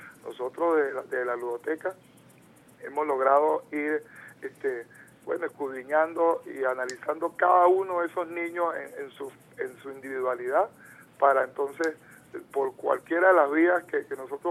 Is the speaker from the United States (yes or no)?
no; Venezuela; ese acervo cultural que nos identifica verdaderamente como venezolanos, que amamos a esta patria llamada Venezuela.